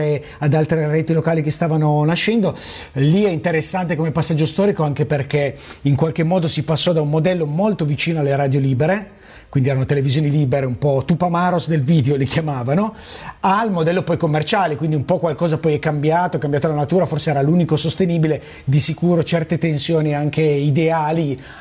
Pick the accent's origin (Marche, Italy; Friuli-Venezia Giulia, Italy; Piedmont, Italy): Piedmont, Italy; Biella; born there; Io sono nato a Biella, dove è nata la prima TV libera all'epoca